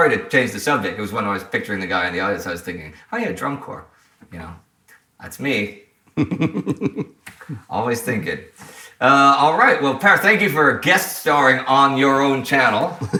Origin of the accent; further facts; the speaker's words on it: Texas, United States; growing up in Texas, we obviously had cheerleaders, right? You know, in the States.